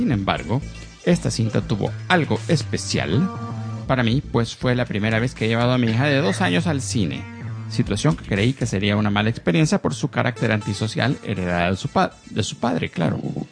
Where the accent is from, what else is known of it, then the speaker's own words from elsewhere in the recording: Argentina; Que es más o menos un sueldo medio en mi país. Acá no, $900 es un sueldo bueno.